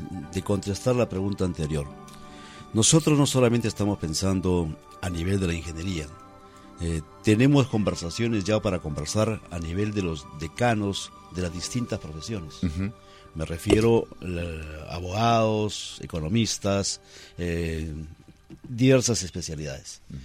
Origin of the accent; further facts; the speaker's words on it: Peru; somos todos los peruanos, la sociedad civil.